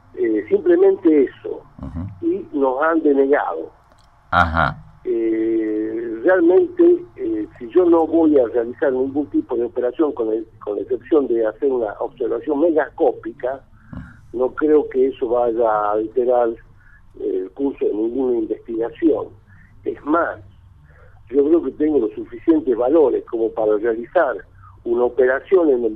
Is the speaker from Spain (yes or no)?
no; Tartagal, Salta, Argentina; Yo también soy del mismo pueblo, somos de Tartagal